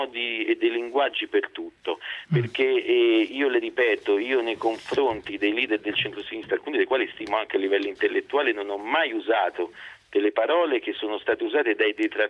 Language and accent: Italian; Rome, Lazio, Italy; accent: Tuscan; Sempre, io sono nato e vissuto